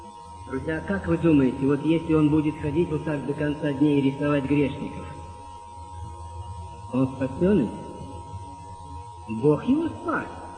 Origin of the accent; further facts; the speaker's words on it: Samara, Samara Oblast, Russia; Я сам из Самары.